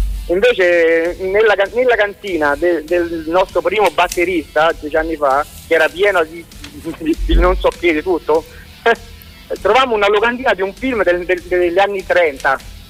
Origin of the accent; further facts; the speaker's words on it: Rome, Lazio, Italy; Noi siamo di Roma.